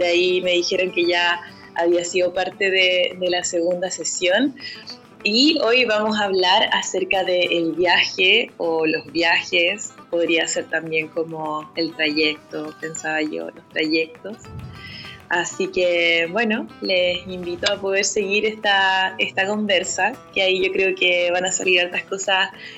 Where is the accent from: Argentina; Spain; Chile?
Chile; Paillaco, Los Ríos; Bueno, yo soy de Paillaco, ya ustedes lo saben